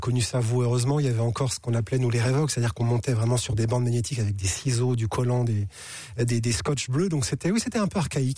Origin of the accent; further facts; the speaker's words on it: Charleville-Mézières, Grand Est, France; moi je suis des Ardennes, de Charleville-Mézières, donc dès le lycée, on avait monté avec des potes un ciné-club.